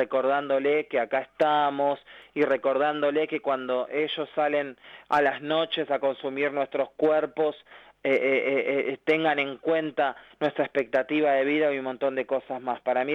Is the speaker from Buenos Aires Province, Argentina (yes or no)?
yes; La Matanza, Buenos Aires Province, Argentina; Acá yo soy de La Matanza